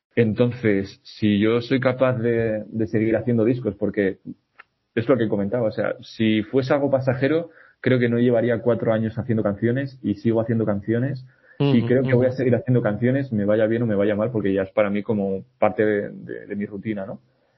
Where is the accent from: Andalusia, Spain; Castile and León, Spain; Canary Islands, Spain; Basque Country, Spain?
Castile and León, Spain; Quintana de Valdivielso; la Junta Vecinal de Quintana de Valdivielso, que es mi pueblo